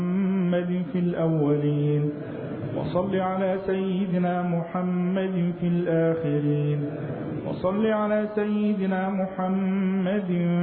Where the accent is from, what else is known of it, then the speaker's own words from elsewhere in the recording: Egypt; اللهم اجعل بلدنا مصر أمنا أمانا سلما سلاما سخاء رخاء